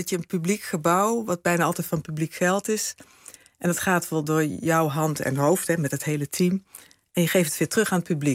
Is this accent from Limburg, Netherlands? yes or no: yes; Limburg, Netherlands; ja, ik kom uit Zuid-Limburg en daar ben ik geboren.